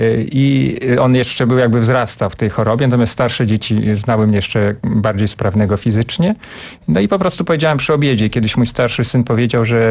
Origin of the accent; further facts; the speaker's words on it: Podlaskie Voivodeship, Poland; główna rzecz dzieje się na Podlasiu, skąd pochodzę i przypomina to wieś moich dziadków, która dla mnie była rajem dzieciństwa